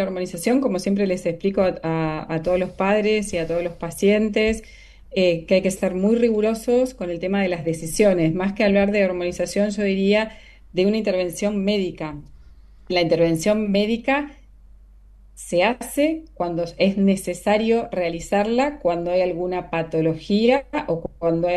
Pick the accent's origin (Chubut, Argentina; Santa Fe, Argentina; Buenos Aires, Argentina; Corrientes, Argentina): Santa Fe, Argentina; Rosario; also born or lived in Italy; nací, me crié en Rosario, viví un tiempo afuera, como bien decías, recién en Italia, que es donde estudié